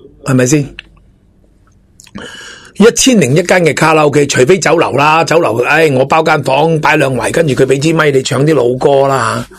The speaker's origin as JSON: {"language": "Cantonese", "country": "Hong Kong", "said": "我哋香港人好多系喺大陆落嚟嘅，好多屋企有啲亲戚嘅年纪大啦，好似我哋呢啲年纪大啦，咁仲有啲亲戚喺度"}